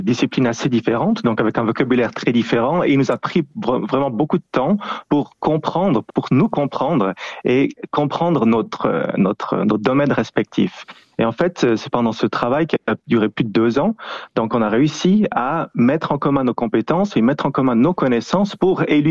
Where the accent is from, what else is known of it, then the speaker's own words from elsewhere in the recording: Switzerland; en tant que Suisse, on va dans les Alpes